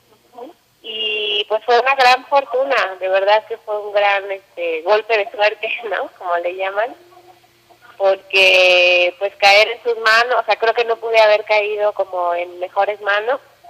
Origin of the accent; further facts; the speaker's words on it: Mexico; moved away; Yo me fui de México hace 12 años, me fui de México.